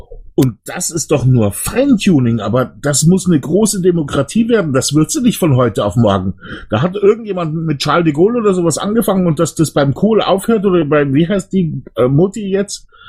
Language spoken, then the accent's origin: German; Bavaria, Germany; ich komme aus Bayern, wir sind ein Freistaat und trotzdem funktioniert's